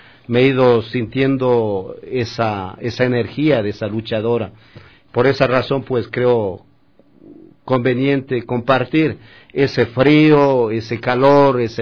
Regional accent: Coyacoto, Pichincha, Ecuador; yo soy originario de Coyacoto, es un pueblo que está cerca de Quito. Bueno, es un sitio donde nací, es un pueblo donde los pueblos quitucaras se asentaron en este sitio.

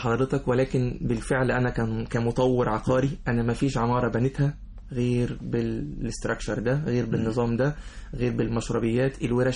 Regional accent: Alexandria, Alexandria Governorate, Egypt; born there; لأن أنا من مواليد اسكندرية بالمناسبة

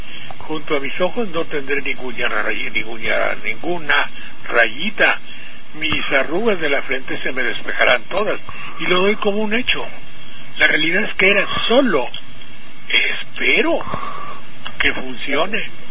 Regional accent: Banderilla, Veracruz, Mexico; mi problema muy grave fue que en mi pueblo, en Banderilla, en el rancho, pues hay una humedad de 90 grados

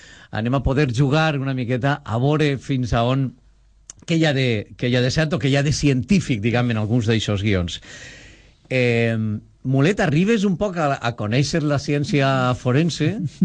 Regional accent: Valencian Community, Spain; Segur és morir-se, la manera de parlar que tenim en València.

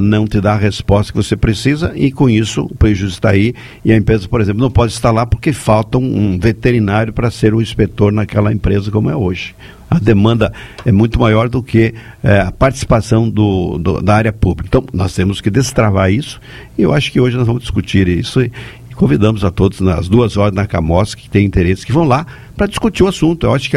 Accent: Chapecó, Santa Catarina, Brazil; como catarinense, como chapecoense

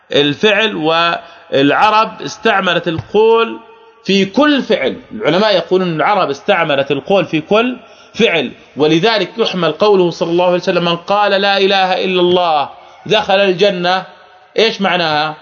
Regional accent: Jordan; ولذلك عندنا يعني عوام عندنا في الأردن

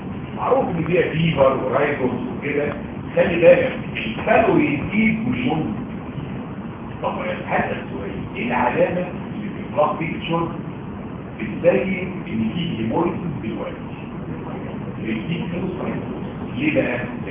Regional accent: Egypt; انا راجل مصري

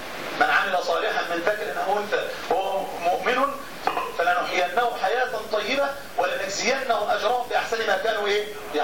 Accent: Egypt; مصري ومصر لها شأن وفضل، واحنا بنفخر ان احنا مصريين

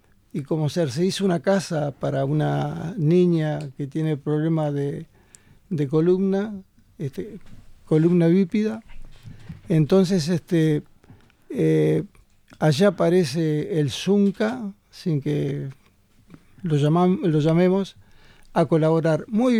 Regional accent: Maldonado, Uruguay; yo soy de Maldonado, a su vez, allá en la zona de Maldonado hay grandes emprendimientos de plantaciones de árboles

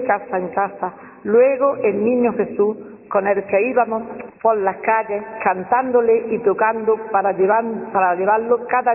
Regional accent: Alhama de Granada, Andalusia, Spain; la calle Enciso, de donde yo nací y siempre he vivido

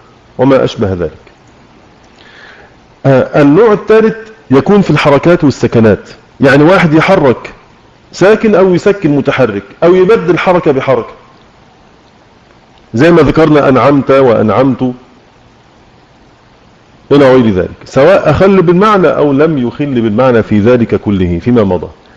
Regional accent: Egypt; accent: Egyptian; ما خرجش لسانه في الذال على لهجتنا المصرية

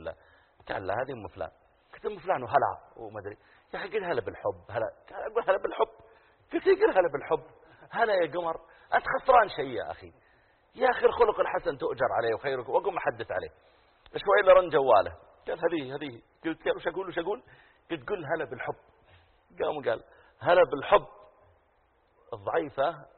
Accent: Eastern Province, Saudi Arabia; also born or lived in Riyadh; وأنا من أهل الرياض، لكن ربوت هناك ويبدو أن طبيعة المناطق البحرية يصير عندهم مثل كذا

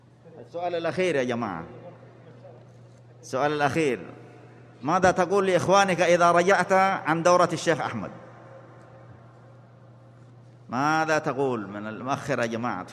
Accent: Saudi Arabia; بلادنا المملكة العربية السعودية

